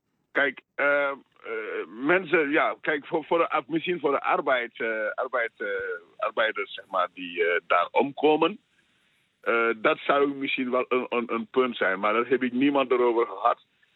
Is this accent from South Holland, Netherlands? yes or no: no; Groningen, Netherlands; accent: Gronings; Dat blijft gewoon Senegalees in mij. Dat wil niet zeggen dat ik niet geïntegreerd ben. Hoor. Ik ben, ik praat zelf een beetje Gronings, omdat ik uit Groningen kom. Maar ik woon in Groningen natuurlijk. Dus, zit ik wel een beetje Senegal.